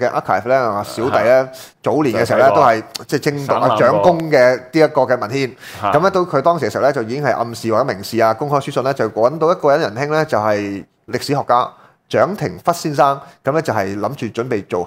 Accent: China; 我就係中國人，即刻與有榮焉啦

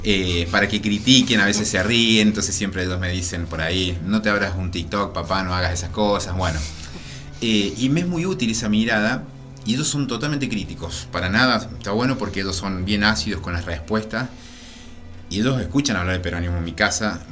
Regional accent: Mina Clavero, Córdoba, Argentina; lo que a mí me movilizó era hacer algo por mi pueblo, por mi lugar.

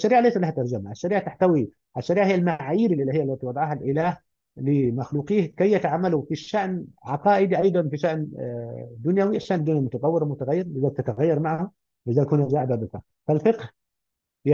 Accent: Upper Egypt, Egypt; انا رجل من الصعيد واعي تركيبه البيئه الصعيديه

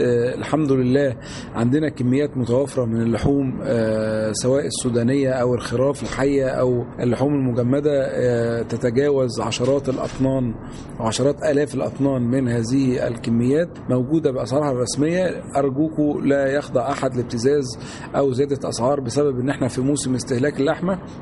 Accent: Egypt; كل سنة وإحنا كلنا مصريين وطيبين.

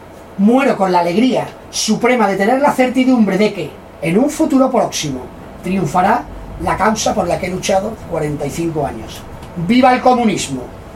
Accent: Seville, Andalusia, Spain; como somos muy sevillanos y muy, muy barrocos

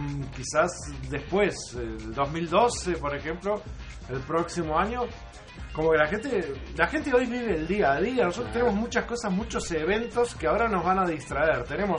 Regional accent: Uruguay; Y yo creo que no debemos, como uruguayos.

